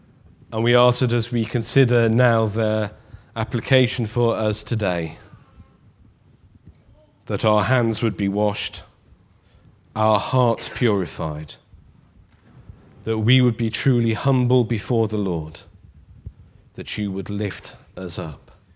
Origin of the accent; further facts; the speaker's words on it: North West England, United Kingdom; I, as many of you will know, am a passionate Liverpool supporter, born and bred on Merseyside.